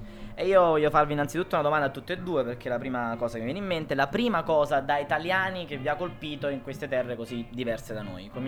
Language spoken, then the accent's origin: Italian; Naples, Campania, Italy; Sì, noi napoletani siamo abituati.